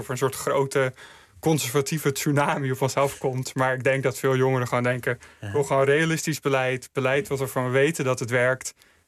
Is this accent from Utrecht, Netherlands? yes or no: yes; Mijdrecht, Utrecht, Netherlands; omdat in het dorp waar ik op groeide, Meidrecht, zag ik gewoon heel erg dat de sociale samenhang afnam